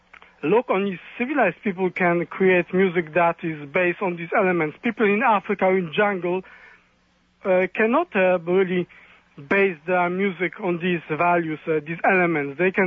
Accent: Colombia; I come from Colombia, but my parents are white people, purely white people. They came from Europe.

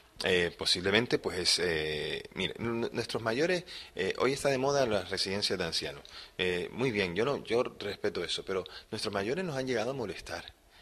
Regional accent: Canary Islands, Spain; estamos muy unidos a esta isla, a esta tierra, porque somos canarios, aunque estamos mucho tiempo ya afuera en la península, pero somos canarios.

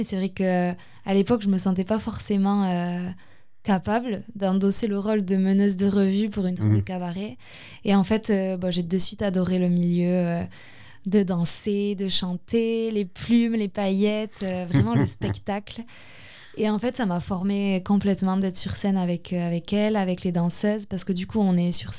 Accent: Ustaritz, Nouvelle-Aquitaine, France; Je suis d'Ustaritz, donc ils sont les deux dans des chœurs à Ustaritz.

